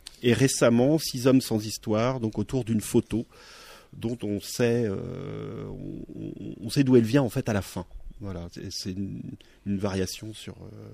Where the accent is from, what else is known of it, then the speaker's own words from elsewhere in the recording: Lanester, Brittany, France; also born or lived in Quimper; si je suis né à Quimper, je me suis arrêté sur la route petit à Lanester